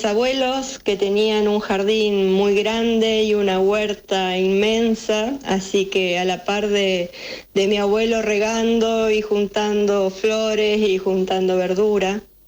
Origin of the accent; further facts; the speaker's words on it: Vera, Santa Fe, Argentina; born there; Soy nacida en Vera, al norte de la provincia de Santa Fe, en el departamento Vera, una ciudad que se desarrolló mucho en su tiempo con la forestal. Es la capital de la cuña boscosa